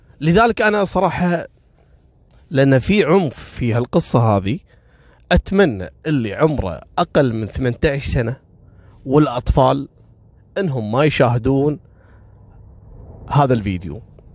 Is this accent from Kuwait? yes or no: yes; Kuwait; ترى خصوصا جنسية لبنانية ما هم كثير عندنا في الكويت يعني